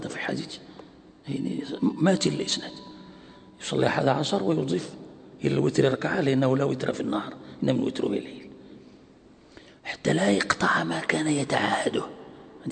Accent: Morocco; يعني عندنا في المغرب يعني معروف

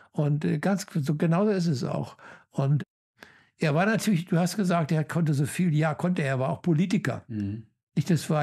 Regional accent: Germany; Ja, ich bin Deutscher, was bin ich zunächst primär?

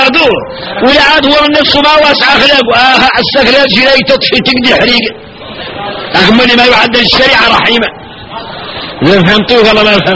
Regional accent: Mauritania; احنا احنا موريتاني كاملين

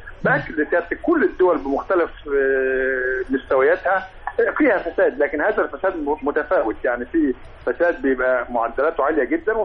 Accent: Egypt; مفيش شك إن إحنا كمصريين بعيدنا عن أفريقيا كتير

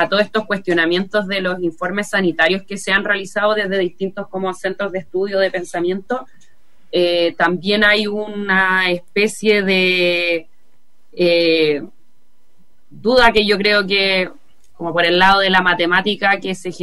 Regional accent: Chile; es una cuestión a la que lamentablemente como pueblo chileno estamos acostumbrados, ¿no?

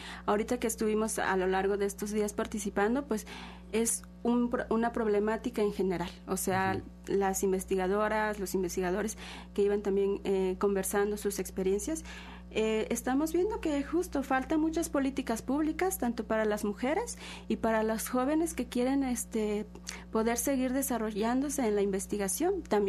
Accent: Tequila, Veracruz, Mexico; yo vengo de la Sierra de Songolica, de un barrio que se llama Santa Cruz, de Tequila, pertenece al municipio de Tequila, y bueno, yo soy nahua de la Sierra de Songolica.

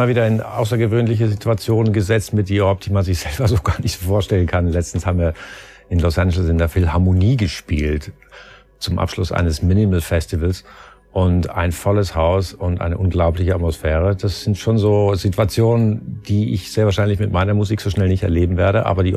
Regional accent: Switzerland; also born or lived in London; now in Berlin, Germany; Ich bin da groß geworden und habe das auch durchaus genossen.

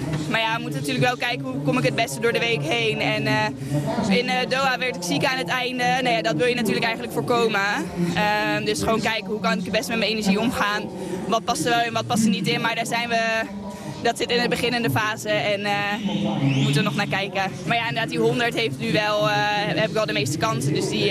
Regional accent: Eindhoven, North Brabant, Netherlands; In Eindhoven racen is altijd gewoon heel leuk. Het is mijn thuisstad natuurlijk.

